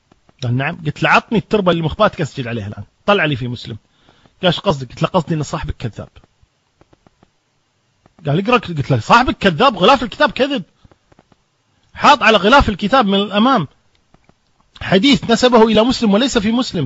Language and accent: Arabic; Kuwait; في شارع عمان عندنا في الكويت